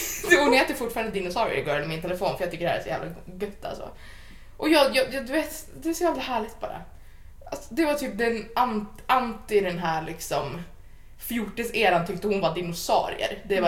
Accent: Gävleborg County, Sweden; det var den 15 september 1990. I Gävle. Jag härstammar från Hälsingland, vilket ligger i södra Norrland.

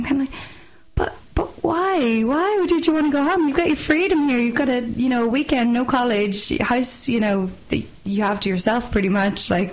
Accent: Belfast, Northern Ireland, United Kingdom; I'm from Belfast, and northerners tend to stay up north or else they go to England, so very few actually come down to Dublin.

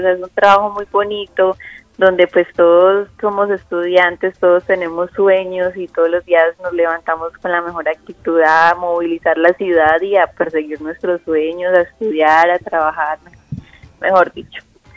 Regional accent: Chigorodó, Antioquia, Colombia; also born or lived in Medellín; Sí, 22 años, de la ciudad de Medellín, pero me crié en Chiguro, en Urabá, Antioquia.

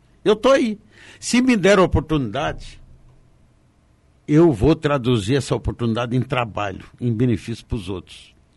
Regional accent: Foz do Iguaçu, Paraná, Brazil; minha terrinha querida, Foz do Iguaçu.

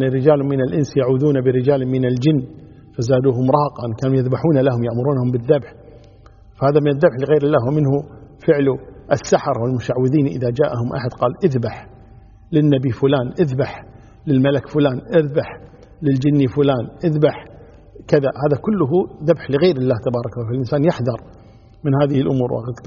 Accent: Kuwait; يعني عندنا في الكويت

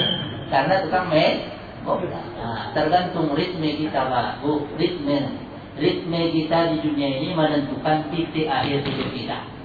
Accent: Medan, North Sumatra, Indonesia; ada cerita ini dari kampung saya, dari Medan

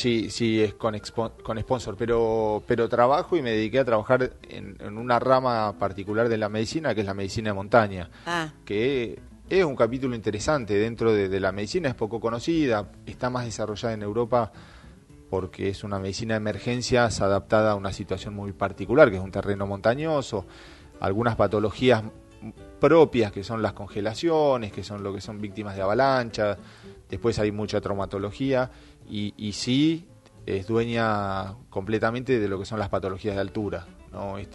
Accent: Bariloche, Río Negro, Argentina; also born or lived in Buenos Aires; yo nací en Buenos Aires, mis papás se fueron cuando yo tenía 4 años para la Patagonia, terminamos en Bariloche, pero somos 7 hermanos

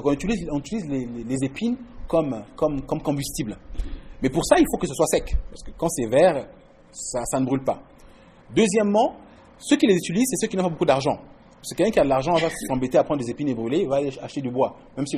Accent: Quebec, Canada; douter de notre capacité, notre en tant que Québécois, à se révolter.

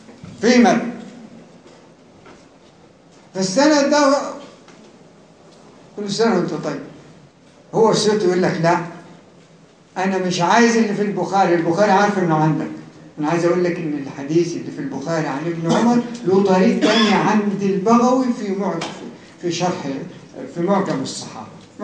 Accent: Cairo, Cairo Governorate, Egypt; أما دي اللي أنا فيها من القاهرة.

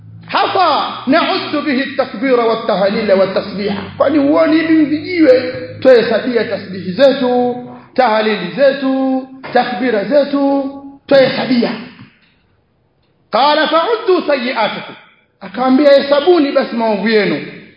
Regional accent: Tanga, Tanga Region, Tanzania; Mwaikumbuka kule kwetu Tanga inafanywa sana hiyo.

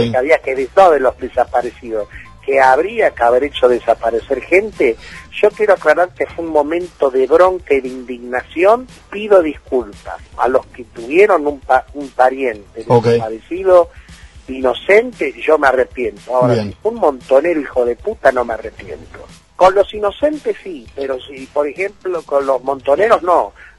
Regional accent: Argentina; Yo como argentino nunca voy a permitir un régimen marxista en la Argentina.

